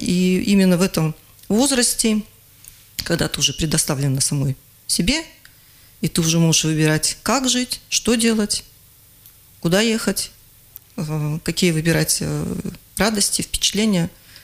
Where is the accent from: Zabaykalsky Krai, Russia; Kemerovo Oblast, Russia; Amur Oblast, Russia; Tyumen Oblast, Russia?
Zabaykalsky Krai, Russia; Chita; born there; Нет, я родилась в Забайкалье, город Чита.